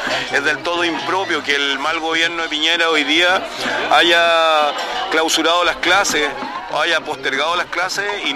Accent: Valparaíso, Chile; nosotros venimos de la provincia de Petorca, estamos a pocos kilómetros de la bahía de Quintero, a pocos kilómetros de Ventana

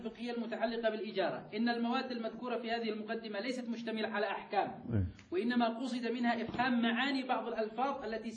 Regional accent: Sanaa, Yemen; يعني الآن للأسف عندنا في صنعاء فرق رجالية تغني للنساء

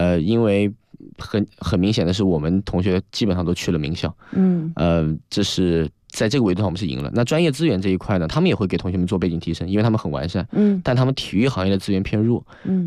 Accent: China; 我是来自中国一个比如说五六线城市啊，甚至十线城市。

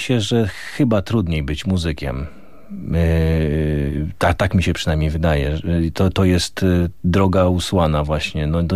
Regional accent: Olkusz, Lesser Poland, Poland; ja wychowałem się na blokowisku w Olkuszu, niewielkim miasteczku 40 kilometrów od Krakowa

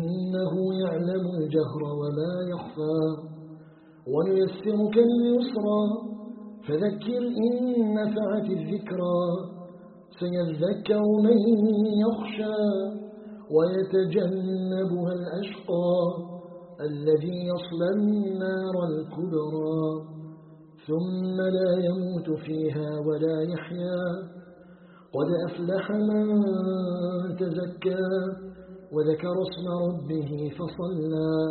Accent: Algeria; نسأله تبارك وتعالى أن يجعل بلدنا الجزائر بلدا آمنا مطمئنا وسائر بلاد المسلمين

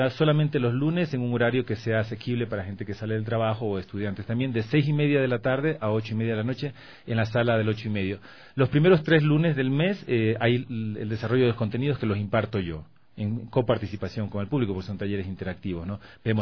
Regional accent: Manabí, Ecuador; yo soy de Manabí, por cuestiones del terremoto.

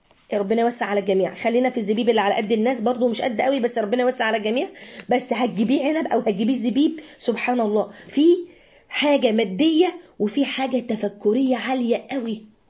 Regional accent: Alexandria, Alexandria Governorate, Egypt; اول مرة اشوفها وانا صغيرة جدا جدا في اسكندرية

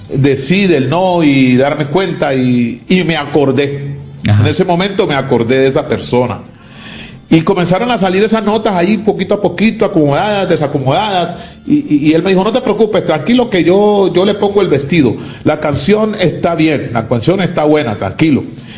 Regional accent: Cali, Valle del Cauca, Colombia; Como caleño, pues ese era el arrebato mío.

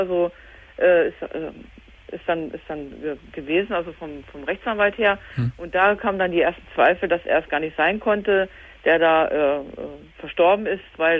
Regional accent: Hanover, Lower Saxony, Germany; wir sind aus Hannover, ja, die Ecke

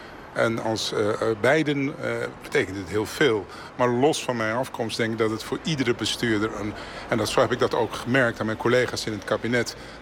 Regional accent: Amsterdam, North Holland, Netherlands; born there; Ik ben geboren in Amsterdam, dat klopt. Maar mijn beide ouders zijn afkomstig Suriname.

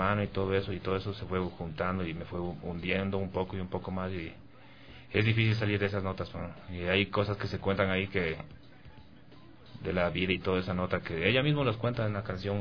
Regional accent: New Jersey, United States; como somos de New Jersey, uh-huh, es como que un poquito difícil colarte en escena local de allá, que es Nueva York

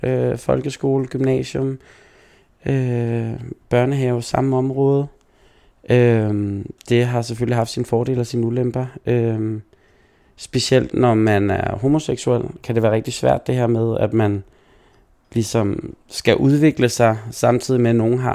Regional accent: Herlev, Capital Region of Denmark, Denmark; jeg er en rigtig Herlev-dreng, så jeg er både født på Herlev Hospital og har blevet der lige siden. Har ikke rykket mange kilometer fra min, hjemhus

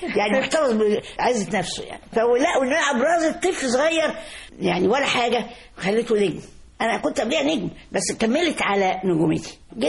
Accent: Egypt; فبقول له انا رحت المجر سنه 62 واقول للناس انا مصري

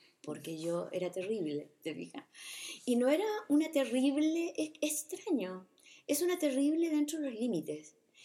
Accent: Talcahuano, Biobío, Chile; allá en el sur, yo soy de Talcahuano

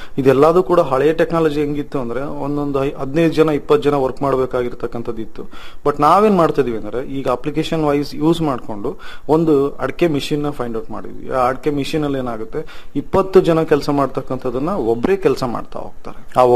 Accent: Anaveri, Karnataka, India; ನನ್ನ ಸ್ವಂತ ಊರು ಬಂದು ಆನವೇರಿ, ಭದ್ರಾವತಿ ತಾಲೂಕು, ಶಿವಮೊಗ್ಗ ಡಿಸ್ಟಿಕ್. ನಮ್ಮ ತಂದೆ ತಾಯಿ ಹಾಗೂ ಪೂರ್ವಜರು ಎಲ್ಲರೂ ಕೂಡ ವ್ಯವಸಾಯದಲ್ಲೇ ಇದ್ದಾರೆ

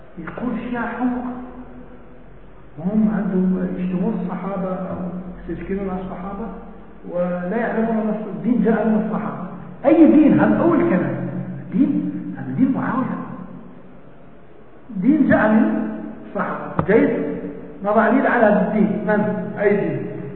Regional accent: Algeria; هذا عندنا في الجزائر زاوية كبيرة

